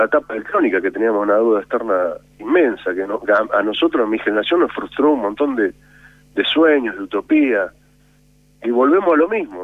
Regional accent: Argentina; Nosotros como pueblo, como argentinos

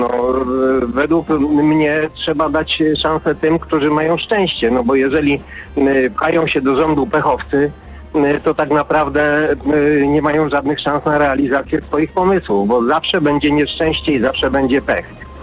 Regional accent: Częstochowa, Silesian Voivodeship, Poland; Jestem częstochowianinem.

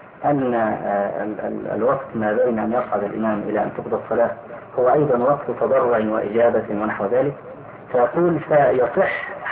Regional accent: Egypt; فأخذها بعض الناس عندنا في مصر

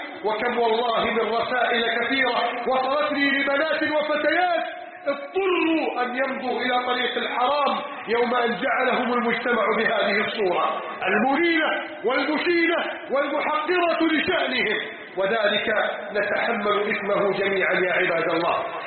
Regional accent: Upper Egypt, Egypt; إذا ما مررت على صعيد بلدنا مصر المباركة

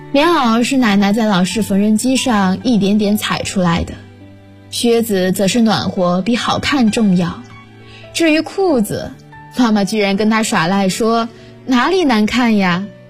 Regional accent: Huanggang, Hubei, China; now in Nanjing, China; 来自湖北黄冈，我在南京大学，距离我的家乡600公里。

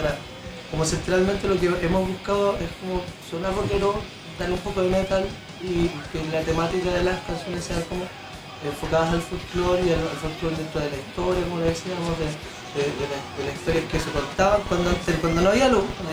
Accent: Pirque, Santiago Metropolitan Region, Chile; Yo soy de Pirque, mi familia son folcloristas, siempre lo hemos hecho, siempre hemos cantado

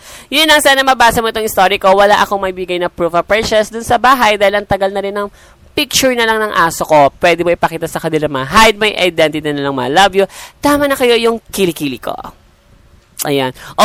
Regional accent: Central Luzon, Philippines; Mag-isa lang kasi ako sa apartment na nire-rent ko. Taga Bulacan kasi ako.

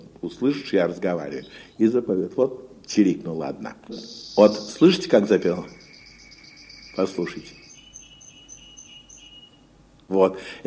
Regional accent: Moscow, Russia; Я в детстве жил в Сокольниках. Тогда это была окраина Москвы.

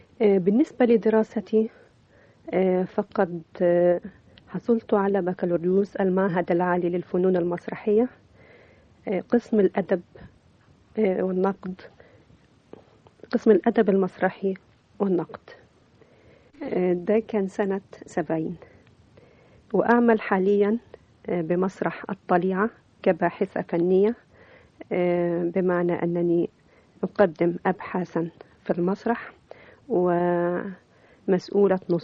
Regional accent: Port Said, Port Said Governorate, Egypt; في مدينة بورسعيد عشت فترة طفولة طيبة جدا

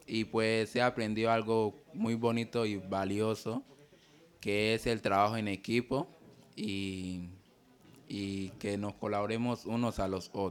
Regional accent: Ipurdú del Guasim, Chocó, Colombia; vengo de la localidad de Ipurdú del Guasim.

